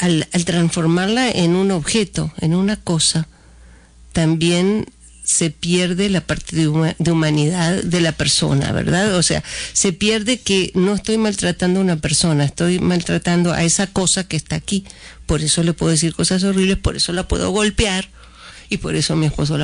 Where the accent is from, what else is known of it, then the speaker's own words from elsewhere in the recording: Uruguay; yo soy uruguaya de origen